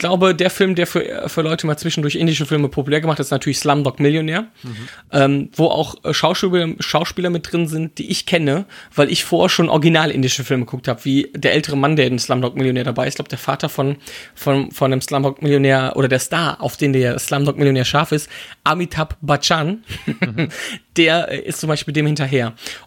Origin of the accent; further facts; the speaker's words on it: Wipperfürth, North Rhine-Westphalia, Germany; für meine Heimatstadt Wipperfürth, wo ich herkomme ursprünglich